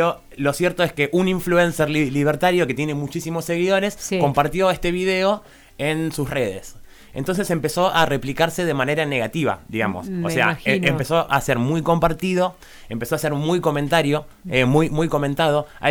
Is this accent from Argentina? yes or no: yes; San Marcos Sierras, Córdoba, Argentina; como somos de San Marcos Sierras